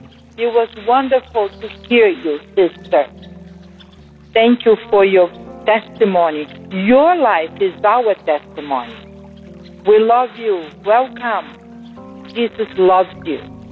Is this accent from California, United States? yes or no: yes; San Diego, California, United States; I am from San Diego.